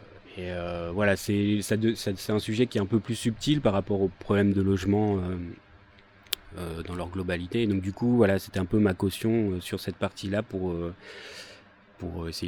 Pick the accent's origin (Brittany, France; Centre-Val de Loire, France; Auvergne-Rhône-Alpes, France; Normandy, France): Normandy, France; Dieppe; now in Rouen, France; Moi, à l'origine, je suis de Dieppe, donc une petite ville pas loin de Rouen, sur la côte. Et puis, je suis venu à Rouen pour faire mes études. Donc oui, ça fait quelques années que je suis à Rouen.